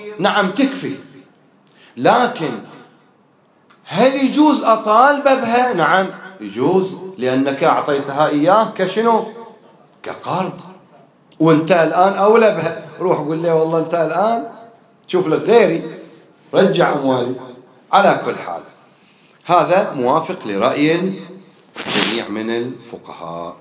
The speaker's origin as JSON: {"language": "Arabic", "country": "Bahrain", "said": "ما هو القوت الغالب عندنا في البحرين اللي أكثر الناس تأكله؟"}